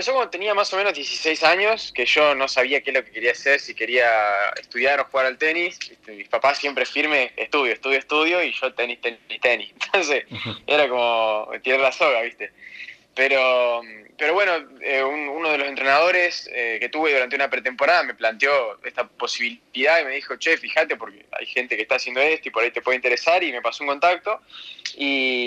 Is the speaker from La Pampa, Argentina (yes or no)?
yes; Santa Rosa, La Pampa, Argentina; moved away as an adult; also born or lived in Córdoba; y después me la pasaba jugando tercera, segunda, primera ahí en Santa Rosa, y torneos por plata en Buenos Aires también. Y en 2018, cuando termino el colegio, mis papás me dejan irme a Córdoba unos 6 meses más o menos